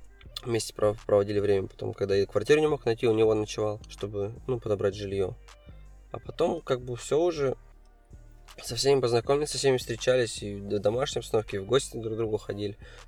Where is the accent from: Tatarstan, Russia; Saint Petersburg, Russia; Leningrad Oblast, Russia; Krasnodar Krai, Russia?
Tatarstan, Russia; Kazan; now in Kemerovo, Russia; Да, все здесь, в Казани. Нет, хочу сюда, конечно, вернуться. В Казани хочется играть. Все на родной город, всегда скучаю.